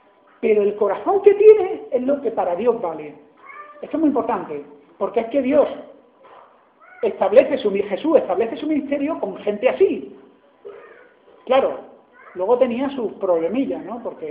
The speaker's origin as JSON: {"language": "Spanish", "region": "Andalusia", "country": "Spain", "said": "porque soy andaluz y siempre he sido guasa"}